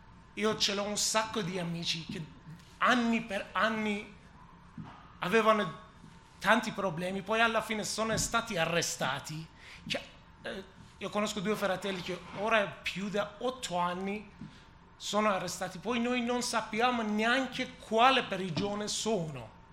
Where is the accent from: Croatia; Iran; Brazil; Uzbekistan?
Iran; Italian is a second language; moved away; Se ancora io ero nel mio paese, cosa poteva succedere per mia figlia?